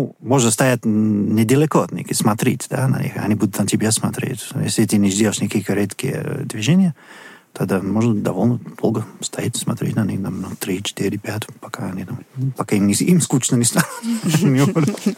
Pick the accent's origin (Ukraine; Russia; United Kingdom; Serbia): United Kingdom; Bristol, South West England; мне очень нравится там одно место в Бристоле, мой родной город, называется Cabot Tower.